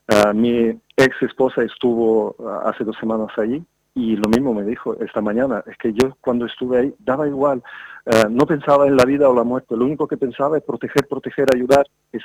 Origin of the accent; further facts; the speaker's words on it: Ukraine; Nosotros pensábamos que somos de Ucrania como que somos Que no importamos a nadie